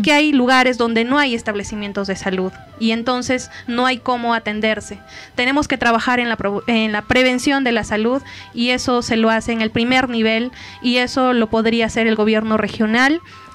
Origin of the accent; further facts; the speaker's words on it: Peru; nosotros como peruanos de verdad estamos dejando a los privados que tomen decisiones por nosotros.